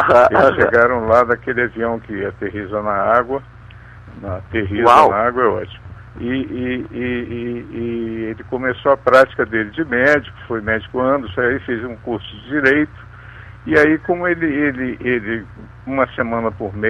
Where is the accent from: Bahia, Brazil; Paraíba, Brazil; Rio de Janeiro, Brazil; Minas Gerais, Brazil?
Rio de Janeiro, Brazil; E eu fui criado aqui em Ipanema, quer dizer, eu sou um garoto de Ipanema, quer dizer, agora um coroa de Ipanema